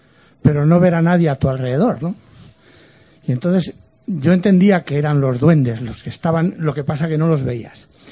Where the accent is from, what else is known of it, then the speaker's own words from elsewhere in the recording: Zamora, Castile and León, Spain; Yo soy de Zamora.